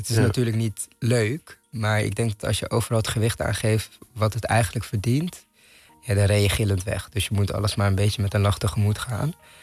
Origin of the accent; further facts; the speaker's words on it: Amsterdam, North Holland, Netherlands; Maar ik ben opgegroeid in Amsterdam-Noord.